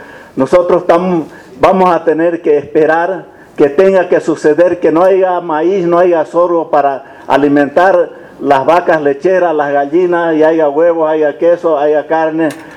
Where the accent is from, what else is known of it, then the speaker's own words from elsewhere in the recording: Vallegrande, Santa Cruz, Bolivia; Yo soy de Valle Grande.